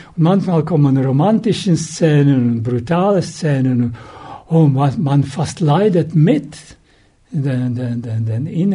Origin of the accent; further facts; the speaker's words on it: Czechia; born there; German is a second language; Ich bin in Tschechien geboren.